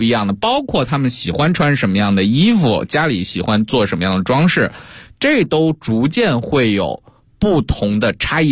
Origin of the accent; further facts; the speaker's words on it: Beijing, China; 那如果说我们北京人去了云南或者去了四川